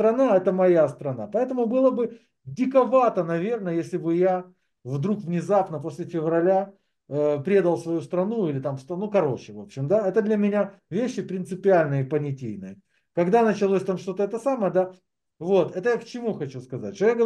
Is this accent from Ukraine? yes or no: yes; Ukraine; Я украинец. Я буду за свою страну